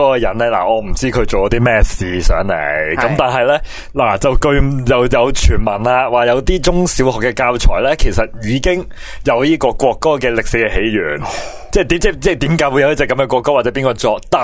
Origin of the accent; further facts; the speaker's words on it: China; 因为我系中国人，因为我系爱国嘅